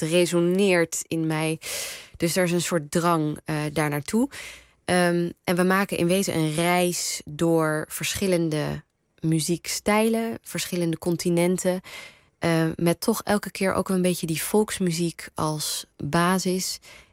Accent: Netherlands; Ik ben met familie om me heen, Iraans familie in Nederland, opgegroeid.

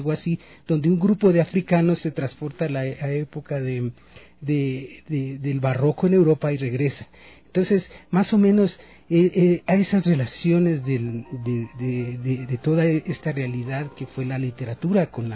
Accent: Ecuador; Entonces es entender por qué somos ecuatorianos cuando se ponen estas obras en escena

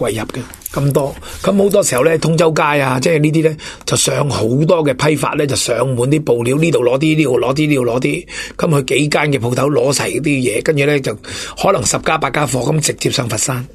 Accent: Hong Kong; 係我哋香港人向钱看，短视，冇做好自己嘅基本。

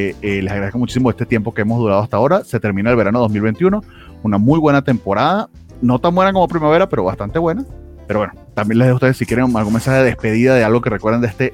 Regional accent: Venezuela; now in Mexico; yo que vengo de Venezuela y por algo estoy aquí en México

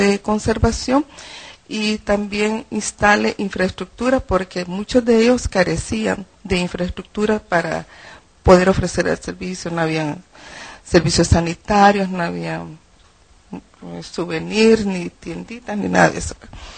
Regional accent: El Salvador; Siento que esto aún como salvadoreños nos hace mucho falta que hacer.

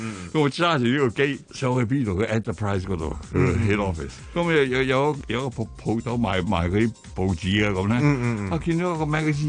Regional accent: Hong Kong; 我话我系香港人嚟嘅

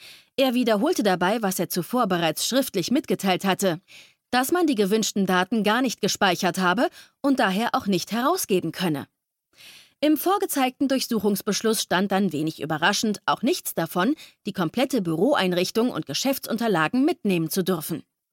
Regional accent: Poland; born there; Das gilt auch für mein Geburtsland Polen, wo die Vorratsdatenspeicherung bereits vor vielen Jahren eingeführt wurde.

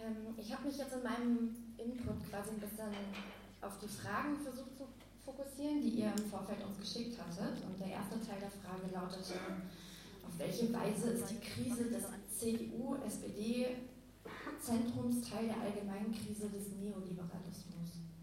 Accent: Berlin, Germany; Also ich komme auch aus Berlin

